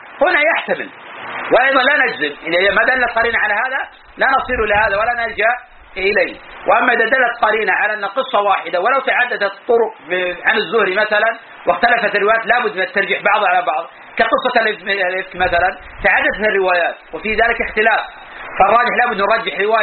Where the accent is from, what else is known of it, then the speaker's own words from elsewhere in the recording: Najd, Saudi Arabia; وإلى الآن بقايا من النساء الكبار عندنا في نجد